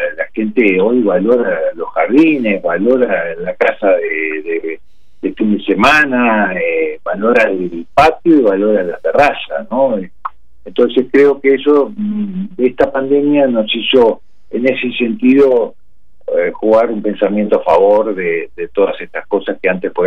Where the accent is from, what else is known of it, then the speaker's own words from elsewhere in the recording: Uruguay; los uruguayos vimos el espacio y dijimos, bueno, después, como somos los uruguayos, ¿no?